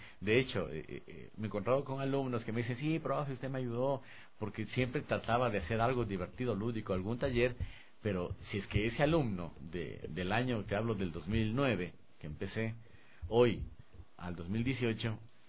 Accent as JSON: {"language": "Spanish", "country": "Ecuador", "said": "quizás sea porque soy un ecuatoriano y de pronto ven que el instructor es ecuatoriano"}